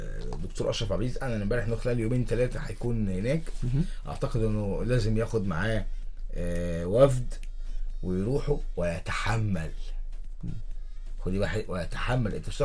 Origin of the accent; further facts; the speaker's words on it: Egypt; عندنا في مصر نجوم كتير جدا دخلوا الملعب وخرجوا الملعب.